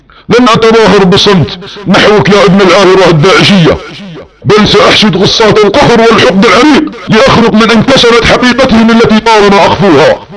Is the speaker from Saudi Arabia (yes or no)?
yes; Saudi Arabia; عندما تكون بلادنا السعودية بامن وخير